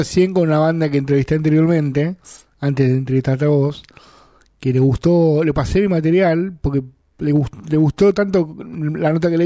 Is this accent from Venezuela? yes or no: no; Argentina; acá nosotros, como argentinos, para nosotros es muy difícil llegar